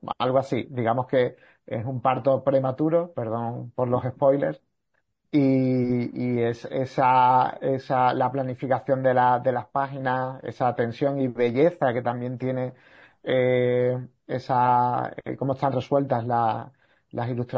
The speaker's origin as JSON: {"language": "Spanish", "town": "Sanlúcar de Barrameda", "region": "Andalusia", "country": "Spain", "lives_now": "Seville, Spain", "said": "Yo vivo aquí, o sea, en Sevilla, o sea que, pero yo soy de Cádiz, también de San Lucas de Barrameda."}